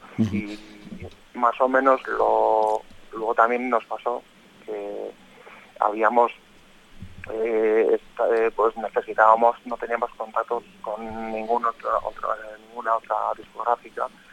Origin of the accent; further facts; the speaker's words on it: Amorebieta, Basque Country, Spain; por nuestra zona, que somos de Amorebieta, de alrededor